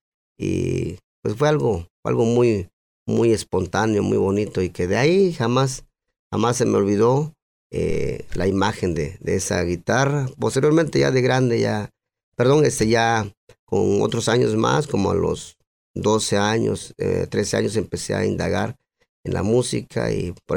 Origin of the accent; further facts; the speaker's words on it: San Juan Colorado, Mexico; mi infancia pues fue en mi tierra natal, San Juan, Colorado, al cual yo pertenezco, gracias a mis progenitores, mi padre y mi madre.